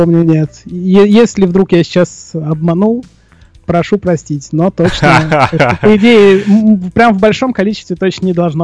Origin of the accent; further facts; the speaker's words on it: Moscow, Russia; Ну, особенно это у нас актуально в мегаполисах крупных, я сам из Москвы.